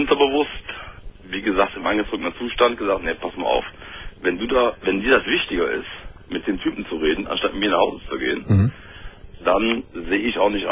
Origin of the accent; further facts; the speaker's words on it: Engelskirchen, North Rhine-Westphalia, Germany; Und da war es einfach so, ich komme aus Engelskirchen.